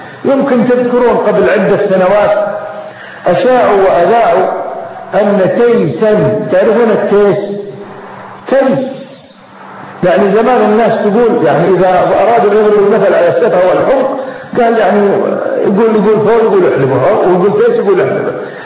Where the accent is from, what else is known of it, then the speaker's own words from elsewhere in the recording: Kuwait; احنا عندنا في الكويت